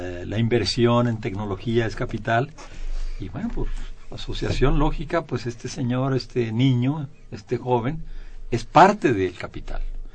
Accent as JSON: {"language": "Spanish", "country": "Mexico", "said": "Todos los demás somos mexicanos segundos, terceros, cuartos, quintos."}